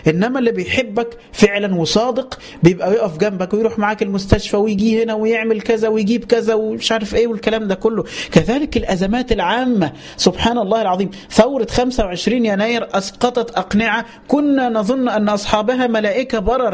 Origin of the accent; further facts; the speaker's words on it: Upper Egypt, Egypt; عارفين لما امنا في الفلاحين وعندنا في الصعيد، ما هو كله فلاح بقى